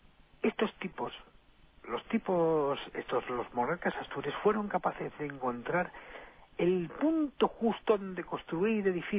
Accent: El Escorial, Community of Madrid, Spain; Yo, afortunadamente, soy del Escorial.

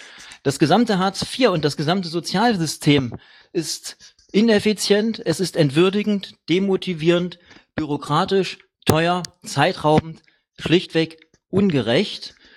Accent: Krefeld, North Rhine-Westphalia, Germany; born there; moved away as an adult; now in Leipzig, Germany; Ich bin 42 Jahre alt, in Krefeld geboren und bin vor 17 Jahren nach Leipzig gekommen.

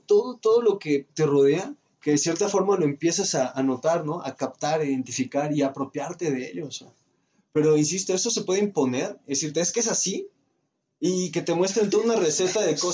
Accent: Jalisco, Mexico; soy de Jalisco y me gustan las chivas y el tequila

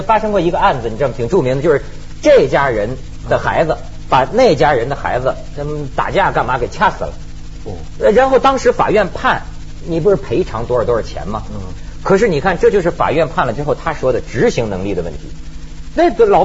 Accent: China; 我倒是我就觉得作为一个中国人，可能将来也免不了

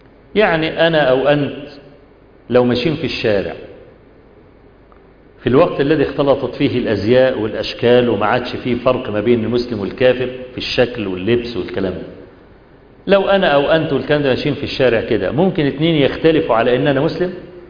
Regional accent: Egypt; أيام زمان في بداية الصحوة عندنا في مصر

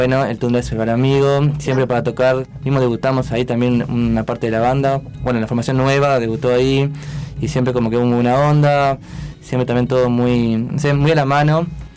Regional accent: Las Piedras, Canelones, Uruguay; yo soy de Las Piedras

